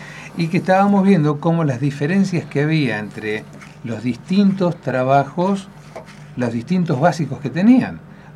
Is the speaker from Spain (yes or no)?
no; Buenos Aires, Argentina; born there; Yo nací en Buenos Aires.